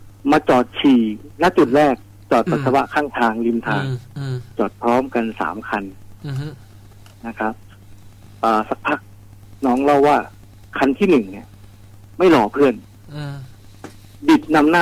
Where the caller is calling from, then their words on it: Nonthaburi, Thailand; จากนนทบุรีครับ